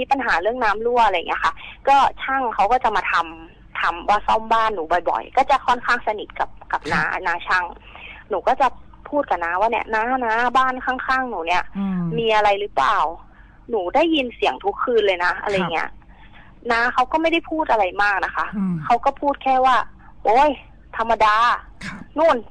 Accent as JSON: {"language": "Thai", "region": "Lampang", "country": "Thailand", "said": "หนูอะเพิ่งกลับมาจากลำปางที่บ้านหนู"}